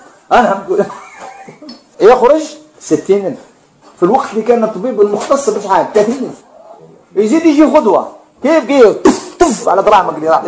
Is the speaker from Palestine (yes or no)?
no; Algeria; الرقية عندنا في الجزائر